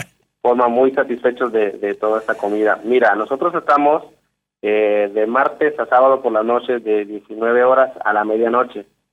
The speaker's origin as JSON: {"language": "Spanish", "town": "Nogales", "region": "Sonora", "country": "Mexico", "lives_now": "Buenos Aires, Argentina", "said": "Yo soy de Nogales, Sonora, esto es el norte de México."}